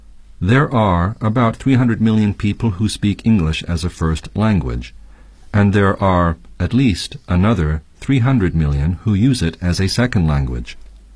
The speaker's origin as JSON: {"language": "English", "region": "Ontario", "country": "Canada", "said": "I'm from actually close to Toronto."}